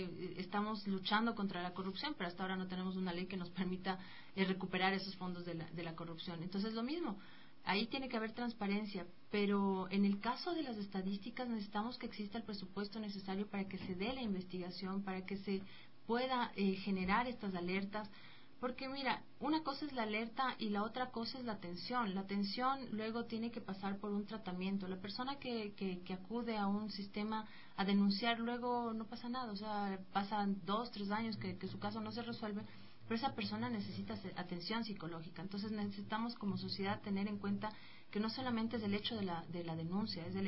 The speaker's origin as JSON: {"language": "Spanish", "country": "Ecuador", "said": "aquí hay una alerta para todos como ecuatorianos en tomar en cuenta que este puede ser un momento del stop."}